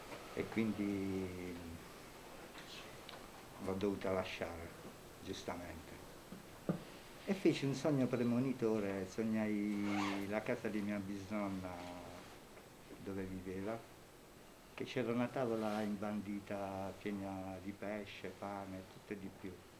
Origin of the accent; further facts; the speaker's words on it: Matera, Basilicata, Italy; Insomma, io vengo da Matera, sono nato a Matera.